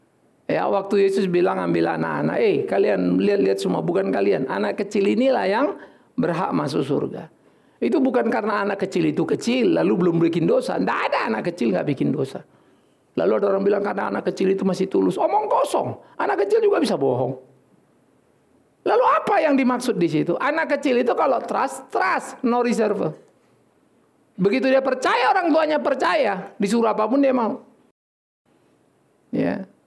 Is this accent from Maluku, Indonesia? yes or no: no; North Sumatra, Indonesia; Oh, saya kampung saya lain kok. Saya tulen orang Batak.